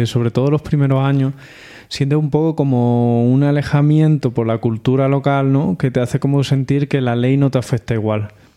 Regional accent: Spain; nosotros somos españoles, saisonniers, o bueno, españoles y portugueses

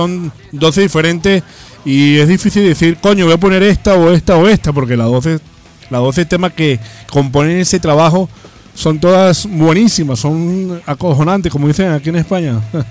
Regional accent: Venezuela; now in Spain; yo soy inmigrante, vengo de Venezuela, soy inmigrante

